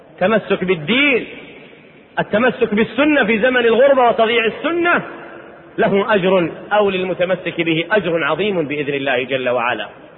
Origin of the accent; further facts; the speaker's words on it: Riyadh, Riyadh Province, Saudi Arabia; أنا أذكر عندنا في الرياض دار تحفيظ قرآن